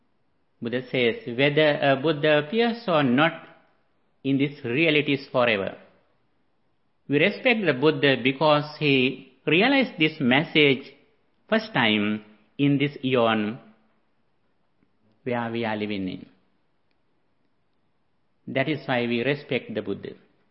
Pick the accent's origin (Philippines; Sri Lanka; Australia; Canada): Sri Lanka; moved away as an adult; now in United States; As a person who came from Asia, I was born and raised in Sri Lanka. After that, I went to USA and I have been here for one decade.